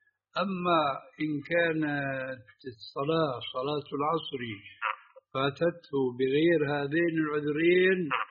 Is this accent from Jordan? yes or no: yes; Jordan; هذا يعني المعامله موجوده عندنا في الاردن